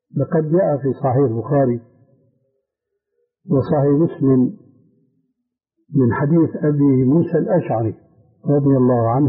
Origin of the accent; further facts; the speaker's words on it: Syria; عندنا في سوريا